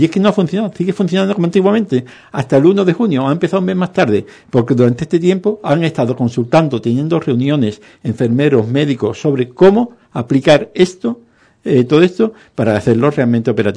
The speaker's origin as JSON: {"language": "Spanish", "town": "Ubrique", "region": "Andalusia", "country": "Spain", "said": "soy un ciudadano de Ubrique"}